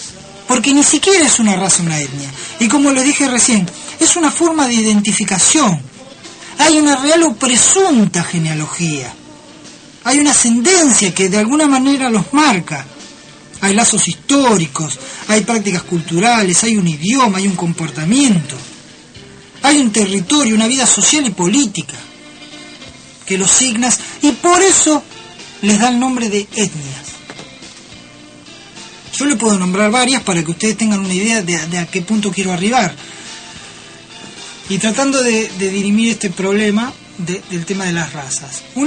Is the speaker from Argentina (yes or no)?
yes; Argentina; me miraban y decían, vos sos argentino.